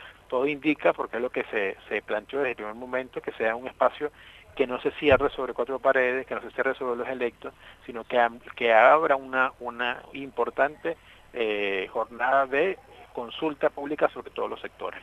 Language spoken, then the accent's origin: Spanish; Lara, Venezuela; yo soy del Estado Lara